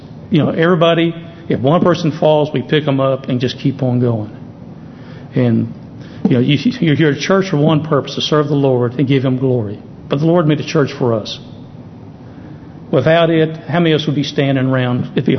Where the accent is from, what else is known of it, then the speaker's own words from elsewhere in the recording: Springdale, United States; also born or lived in El Segundo, California; And I grew up around Springdale pretty much. I was born in California, out in El Segundo, but ended up in Springdale. So I knew everybody in town.